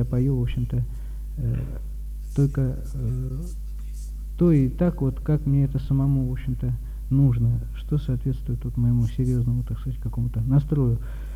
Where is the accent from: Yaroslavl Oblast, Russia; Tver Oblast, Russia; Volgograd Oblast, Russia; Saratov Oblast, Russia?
Saratov Oblast, Russia; Saratov; born there; now in Tuapse, Russia; Мне 33 года, я родился в Саратове, там же кончил политехнический, инженер-механик электронной техники. Последние 2,5 года живу в городе Туапсе, куда переехал к друзьям